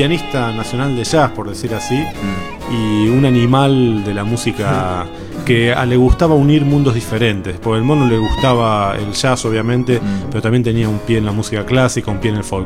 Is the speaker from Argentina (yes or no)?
yes; Buenos Aires, Argentina; born there; yo nací en Villa Crespo, caramba.